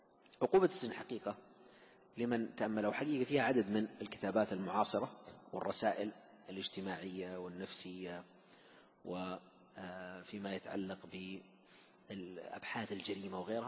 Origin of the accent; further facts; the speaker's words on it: Saudi Arabia; خصوصا عندنا في المملكة العربية السعودية